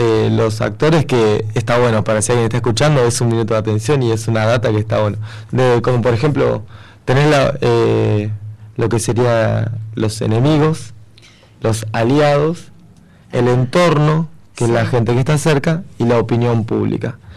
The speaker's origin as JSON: {"language": "Spanish", "region": "La Rioja", "country": "Argentina", "accent": "Riojano", "said": "Tengo un acento riojano, si se han dado cuenta."}